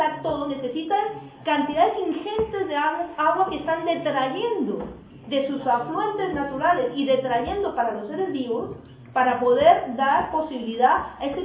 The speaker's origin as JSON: {"language": "Spanish", "country": "Colombia", "said": "yo vengo de Colombia y allí se está extrayendo de todo: uranio, níquel, oro, de todo."}